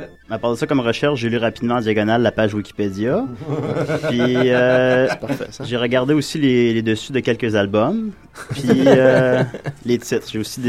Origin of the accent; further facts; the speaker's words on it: Quebec, Canada; Je viens de la Rive-Sud de Québec et j'étais un fervent amateur du festival de bande dessinée